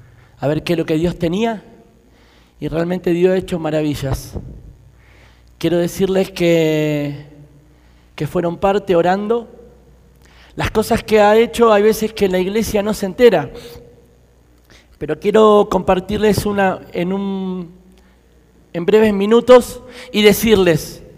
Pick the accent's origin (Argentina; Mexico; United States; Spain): Argentina; soy de Argentina. Estoy muy agradecido a Dios por el tiempo que me ha permitido estar aquí en Colombia.